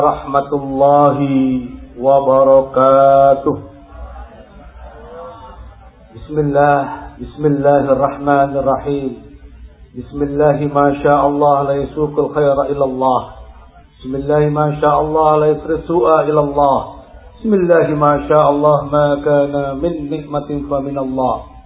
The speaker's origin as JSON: {"language": "Indonesian", "town": "Bangil", "region": "East Java", "country": "Indonesia", "said": "Hawa sejuk ini mencerminkan hati-hati kita orang Bangil"}